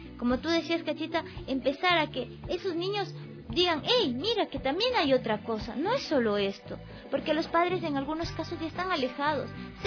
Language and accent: Spanish; Ecuador; moved away; yo salí de aquí de Ecuador sin mucho dinero